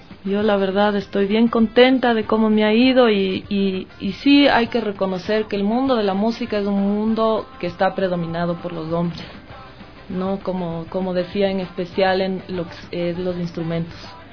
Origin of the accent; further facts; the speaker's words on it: Chepén, La Libertad, Peru; Del norte, de cerca de Chiclayo, Chepén, es de la costa, la costa, ¿no?